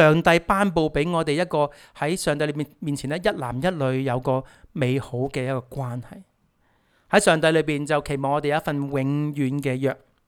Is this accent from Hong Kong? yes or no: yes; Hong Kong; 香港呢、即是我们，我是香港来的，有时很多例子都是香港经常都见到的。